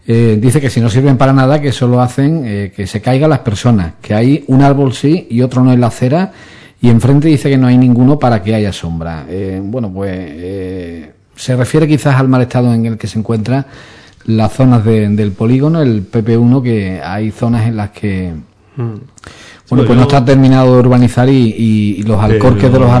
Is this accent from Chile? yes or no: no; Spain; que en el fondo, bueno, pues también nos afecta a todos como somos españoles.